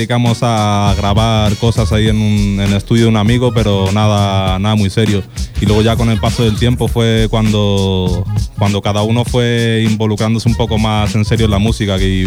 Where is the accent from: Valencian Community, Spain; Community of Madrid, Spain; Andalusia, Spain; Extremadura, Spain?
Community of Madrid, Spain; Madrid; Ya no vivo por acá. Pero no, yo soy de Madrid, de... Bueno, yo soy medio cubano y medio español, pero soy madrileño desde el 82, desde que me parieron.